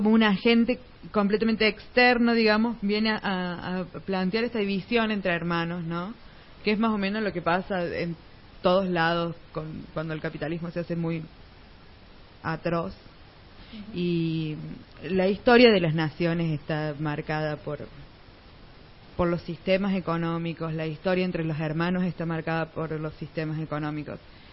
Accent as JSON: {"language": "Spanish", "town": "Laguna Larga", "region": "Córdoba", "country": "Argentina", "said": "yo soy de la Pampa Gringa, mi amor. Soy de Laguna Larga, allá Ruta 9 hasta Villa María, sur de Córdoba"}